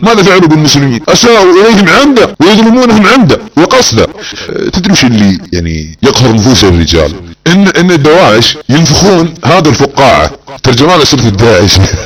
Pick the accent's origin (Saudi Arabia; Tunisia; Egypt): Saudi Arabia; أنا مواطن سعودي أتحداك وبالنيابة عن شعبنا السعودي، أنا أحد جنود هذا الوطن وأحد جنود هذا البلد وأحد جنود أبو فهد، إنسان سعودي، مواطن سعودي مثل أي مواطن في السعودية